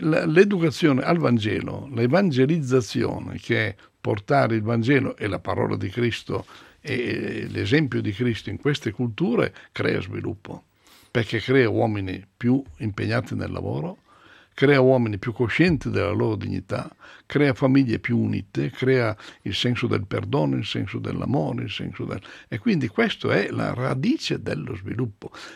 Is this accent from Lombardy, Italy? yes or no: no; Tronzano Vercellese, Piedmont, Italy; Io vengo dalla provincia di Vercelli.